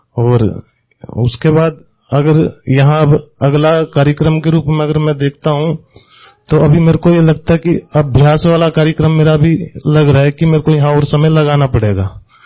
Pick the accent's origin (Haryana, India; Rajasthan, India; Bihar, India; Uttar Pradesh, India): Haryana, India; Hisar; मैं हिसार हरियाणा का रहने वाला हूं।